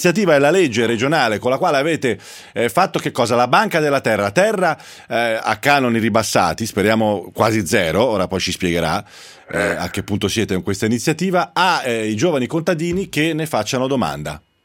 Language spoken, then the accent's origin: Italian; Pisa, Tuscany, Italy; io sono di Pisa, quindi.